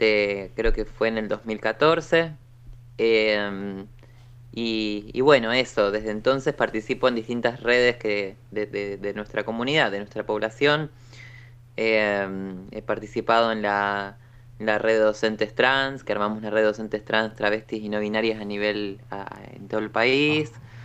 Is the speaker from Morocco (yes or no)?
no; La Plata, Buenos Aires Province, Argentina; now in Buenos Aires, Argentina; Ahora vivo en Capital Federal, pero soy de La Plata.